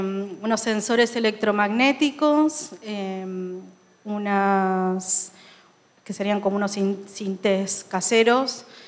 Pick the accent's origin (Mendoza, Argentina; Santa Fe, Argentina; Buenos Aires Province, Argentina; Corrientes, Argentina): Corrientes, Argentina; Yo vengo del punk de Corrientes.